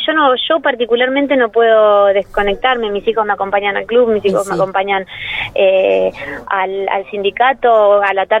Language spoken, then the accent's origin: Spanish; Villa Parque, Argentina; yo nací en un barrio. Yo crecí en Villa Parque, en el Butaro 3